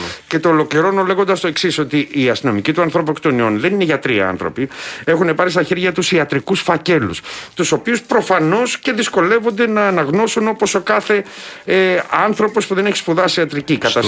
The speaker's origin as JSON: {"language": "Greek", "town": "Patras", "region": "Western Greece", "country": "Greece", "said": "εκεί στην πατρίδα μου, στην Πάτρα."}